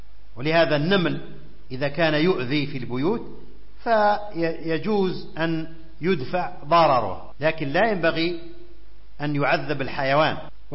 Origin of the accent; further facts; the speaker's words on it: Algeria; في بلادنا الجزائر الطيبة